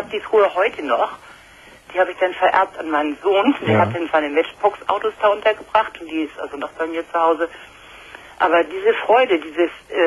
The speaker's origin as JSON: {"language": "German", "region": "Hamburg", "country": "Germany", "tie": "born or raised there", "said": "Und zwar war ich da noch relativ klein, 9 oder 10 Jahre alt. Ich komme aus Hamburg und alles ringsrum kaputt."}